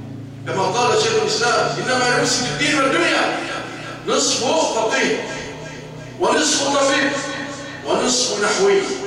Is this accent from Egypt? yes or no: yes; Egypt; اللهم اجعل بلادنا مصر أمانا رخاء